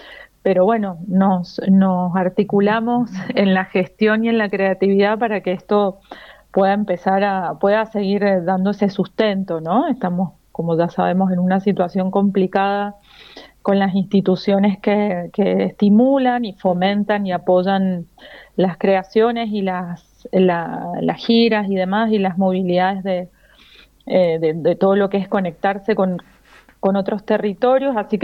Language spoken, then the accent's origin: Spanish; Mendoza, Argentina; nosotros que somos de Mendoza